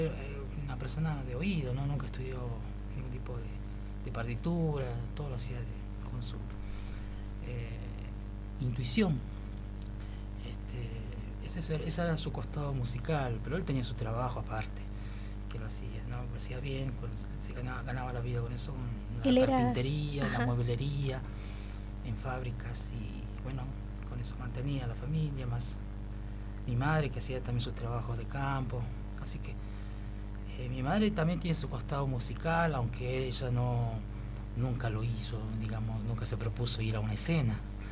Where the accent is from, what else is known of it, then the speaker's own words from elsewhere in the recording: Guaymallén, Mendoza, Argentina; Yo empecé por esa edad, por allá por Mendoza. Soy de Mendoza, de Guaymallén.